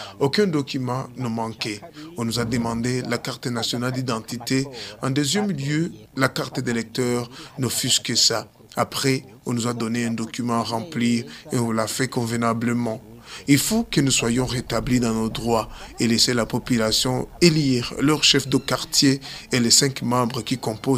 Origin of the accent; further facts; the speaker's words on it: Mubone, Bujumbura Rural, Burundi; Je suis natif de Mubone.